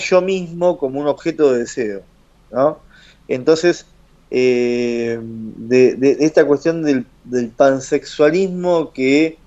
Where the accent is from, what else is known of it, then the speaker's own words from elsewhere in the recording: Caballito, Buenos Aires, Argentina; No, soy de Caballito, de Voto.